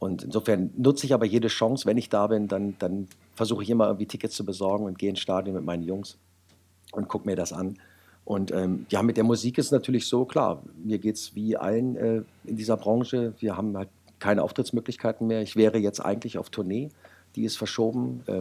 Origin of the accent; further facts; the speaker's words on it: Wolfsburg, Lower Saxony, Germany; Naja, ich bin gebürtiger Wolfsburger